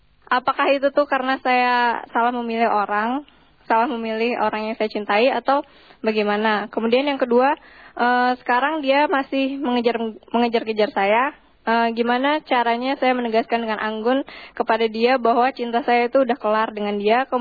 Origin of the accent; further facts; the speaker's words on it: Lampung, Indonesia; saya dari Lampung.